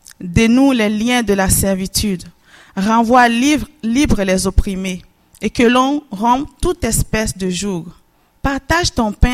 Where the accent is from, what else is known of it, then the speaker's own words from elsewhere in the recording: Benin; je viens du Bénin, du nord du Bénin, et je viens d'une grande famille de 12 enfants, 11e de la famille.